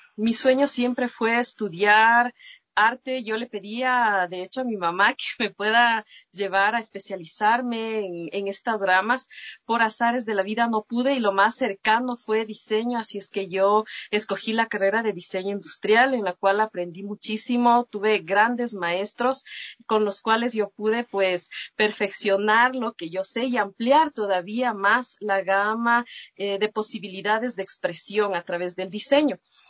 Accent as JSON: {"language": "Spanish", "town": "Ambato", "region": "Tungurahua", "country": "Ecuador", "said": "Bueno, yo soy ambateña, tengo 34 años"}